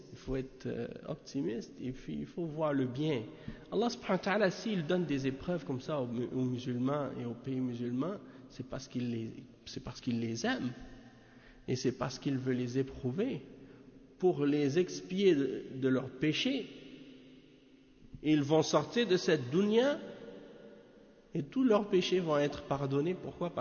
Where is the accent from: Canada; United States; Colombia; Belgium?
Canada; Et si je leur dis « Je viens du Canada »